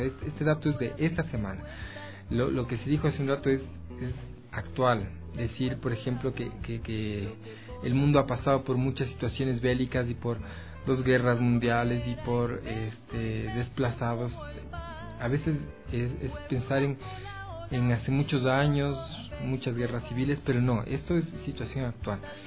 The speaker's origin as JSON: {"language": "Spanish", "country": "Ecuador", "said": "Los ecuatorianos fuimos víctimas de esta xenofobia en otros países, en Europa, en Estados Unidos."}